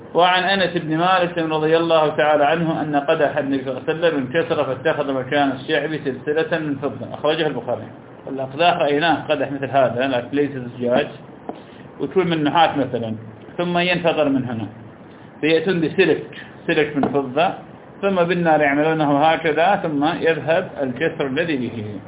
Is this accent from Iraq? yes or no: yes; Iraq; معروف عندنا في العراق مثل الفول السوداني